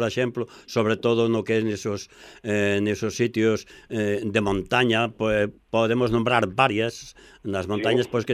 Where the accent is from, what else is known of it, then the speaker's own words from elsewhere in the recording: Galicia, Spain; Da comarca onde eu son, dos Ancares.